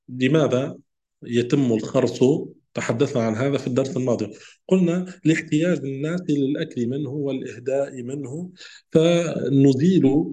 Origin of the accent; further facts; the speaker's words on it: Tunisia; يعني عندنا في تونس نقول هو الجلجلان.